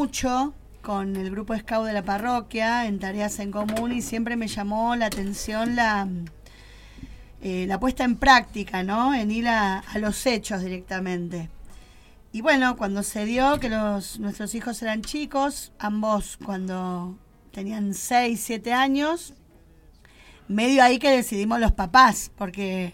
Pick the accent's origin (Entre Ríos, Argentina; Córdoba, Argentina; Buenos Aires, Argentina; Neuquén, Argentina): Buenos Aires, Argentina; moved away; Nosotros no comenzamos acá, hace 3 años que nos mudamos, éramos de Buenos Aires, de la zona